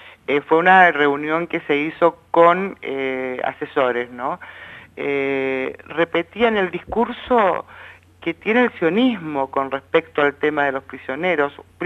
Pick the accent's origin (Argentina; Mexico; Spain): Argentina; estamos también permitiendo que se nos viole a nosotros como argentinos nuestros derechos constitucionales